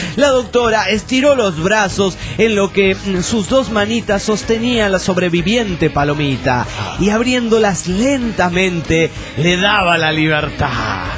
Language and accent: Spanish; Nuevo Laredo, Tamaulipas, Mexico; de Narcolaredo, México.